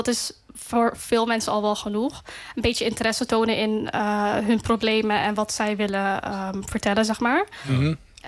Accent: North Holland, Netherlands; born there; Ja, klopt. Ik ben geboren in AZC Krailo.

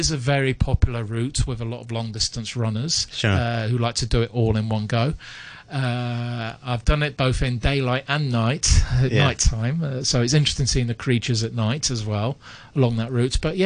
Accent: Sai Kung, Hong Kong; As I'm from Sai Kung, I'm not very familiar with Hong Kong Island

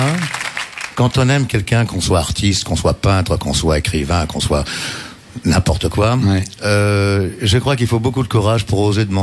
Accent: France; la France c'est mon pays, je suis français, je me sens français.

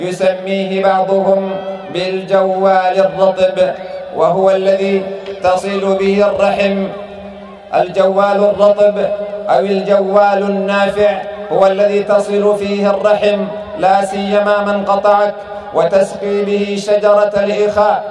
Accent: Sudan; وقد قطع من بلدنا السودان جزء، وانتقص من أرضه وشعبه.

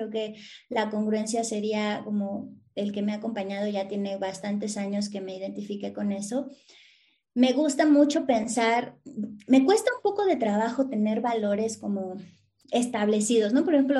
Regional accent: Azcapotzalco, Mexico City, Mexico; Yo soy de la hermana república de Azcapotzalco, no sé si conoces, pero nací en Azcapotzalco y crecí en Azcapotzalco

